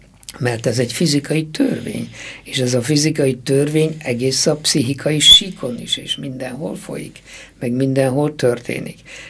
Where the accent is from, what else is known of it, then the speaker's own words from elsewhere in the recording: Székely Land, Romania; én pedig székely vagyok, nekem húst kellene.